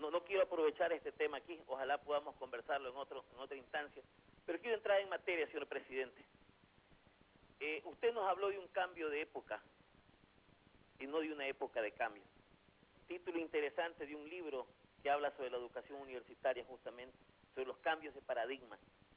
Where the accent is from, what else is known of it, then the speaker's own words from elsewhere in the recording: Guayaquil, Guayas, Ecuador; como guayaquileño, y obviamente de corazón y de nacimiento